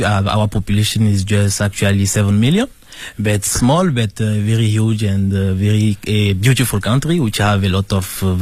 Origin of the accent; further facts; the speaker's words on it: Togo; English is a second language; now in Beijing, China; I'm from Togo.